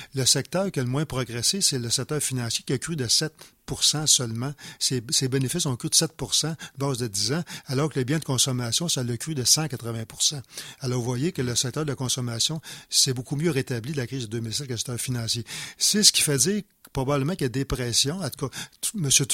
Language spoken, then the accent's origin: French; Quebec, Canada; parce que je suis Québécois, c'est le gouvernement du Québec